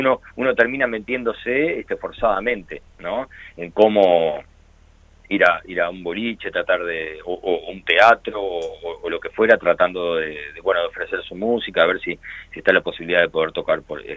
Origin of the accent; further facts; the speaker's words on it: Montevideo, Uruguay; No, soy montevideano.